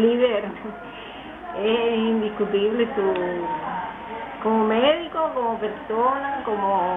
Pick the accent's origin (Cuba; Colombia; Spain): Cuba; Pinar del Río; Soy de Pinar.